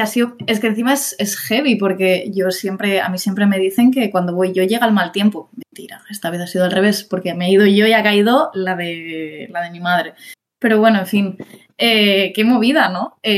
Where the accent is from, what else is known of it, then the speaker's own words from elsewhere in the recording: Sitges, Catalonia, Spain; Y luego me fui a la fiesta mayor de mi pueblo, de Sitges